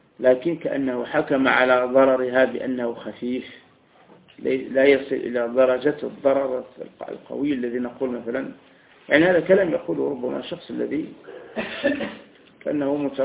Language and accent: Arabic; Algeria; وكان حتى عندنا في الجزائر أيضا،